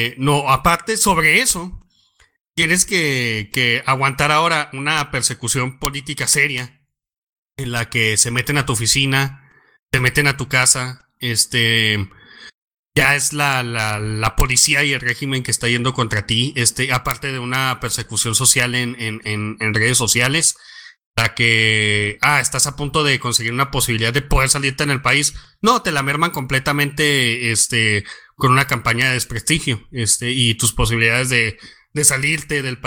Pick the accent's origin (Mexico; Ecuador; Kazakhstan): Mexico; yo quiero diseminar esto especialmente en mi país ahora que entró el nuevo presidente legítimo, Andrés Manuel López Obrador, AMLO